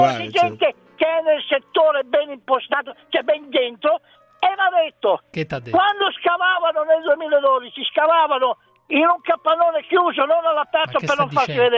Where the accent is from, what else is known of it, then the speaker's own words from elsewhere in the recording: Mantua, Lombardy, Italy; born there; Sono nato a Mantova.